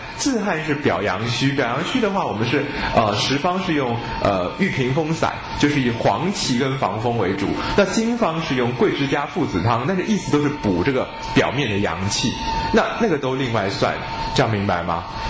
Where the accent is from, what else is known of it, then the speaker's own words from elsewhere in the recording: China; 但是你看我们中国人的医案都很干净利落，对不对？